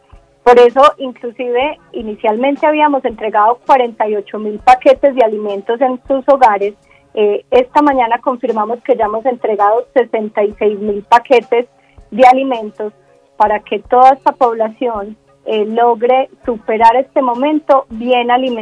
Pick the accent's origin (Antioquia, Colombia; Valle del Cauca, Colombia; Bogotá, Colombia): Antioquia, Colombia; Pues me pillaste, soy muy paisa.